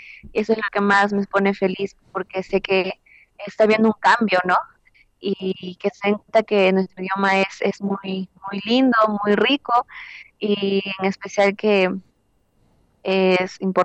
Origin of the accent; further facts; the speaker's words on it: Peru; first language Quechua; Spanish is a second language; Sí, canto en mi lengua materna, que es el quechua, y pues me encanta porque es un idioma que sentía que se estaba perdiendo